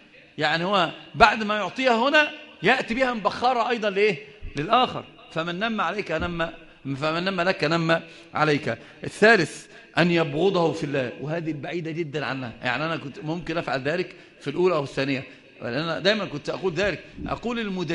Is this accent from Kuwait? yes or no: no; India; first language Urdu; Arabic is a second language; كان انا جئت من الهند، فلغه الاردو يعني هي اللي ايه اللغه العربيه مش مساعداني